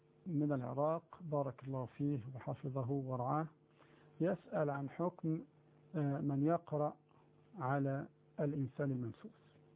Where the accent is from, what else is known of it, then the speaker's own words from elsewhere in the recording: Egypt; الفراشة عندنا في مصر معناها الخيام أو السرادقات التي تصنع في الأفراح والمناسبات